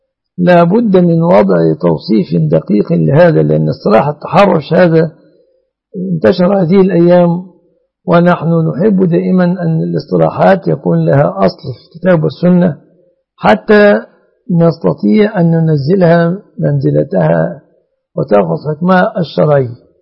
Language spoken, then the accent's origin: Arabic; Egypt